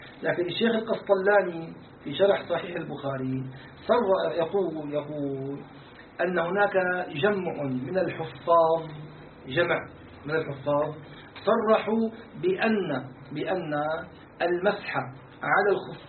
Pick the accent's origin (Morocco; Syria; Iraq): Syria; يعني احنا عندنا في الشام يسموه الصهر، زوج البنت